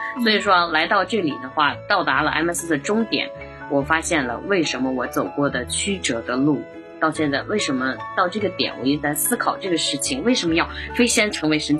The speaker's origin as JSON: {"language": "Chinese", "town": "Datong", "region": "Shanxi", "country": "China", "tie": "born there", "said": "因为我是出生在山西的这么大同的某一个小农村里面"}